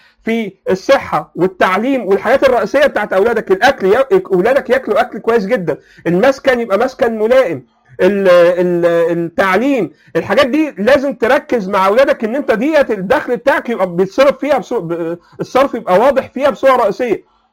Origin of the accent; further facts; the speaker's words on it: Egypt; ده بقى حصل بقى بطريقه فاحشه عندنا في مصر،